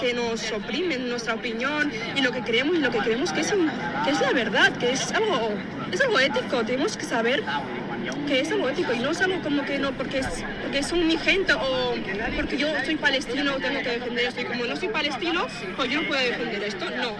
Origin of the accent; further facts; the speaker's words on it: Morocco; Soy de Marruecos.